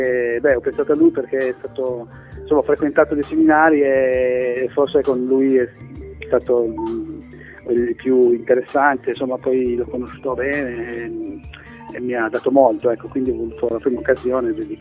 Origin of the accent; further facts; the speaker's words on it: Turin, Piedmont, Italy; siamo tutti di Torino, per cui ci conosciamo da una vita, insomma